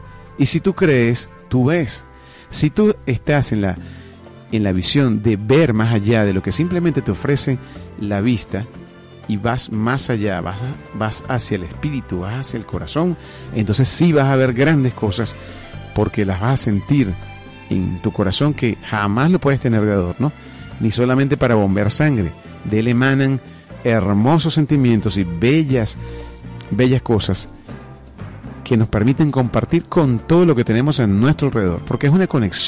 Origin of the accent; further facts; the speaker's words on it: Venezuela; no hay otro gentilicio tan maravilloso como el nuestro, como el venezolano